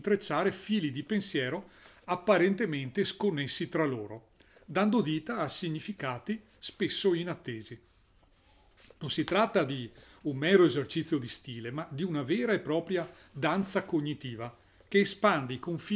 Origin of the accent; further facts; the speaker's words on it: Venice, Veneto, Italy; Allora, da buon veneziano, 54 è un numero che sì, mi dice tante cose